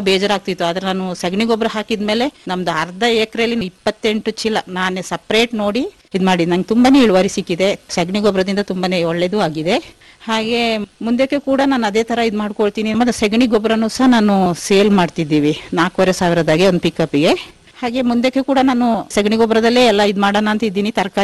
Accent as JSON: {"language": "Kannada", "town": "Abhyathmangala", "region": "Karnataka", "country": "India", "tie": "born there", "said": "ನಾನು ಹುಟ್ಟಿದ್ದು ಅಭ್ಯತ್ಮಂಗಲ ಗ್ರಾಮ … ಹೈಸ್ಕೂಲ್ ಎಲ್ಲ ಚಟ್ಟಳ್ಳಿ ಹೈಸ್ಕೂಲ್, PUC ಮರಗೋಡು. ಆಮೇಲೆ ಮದ್ವೆ ಆಯ್ತು … ಮದ್ವೆ ಆಗಿ."}